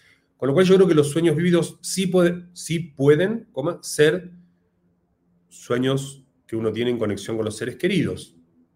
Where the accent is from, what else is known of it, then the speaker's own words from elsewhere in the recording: Argentina; argentino.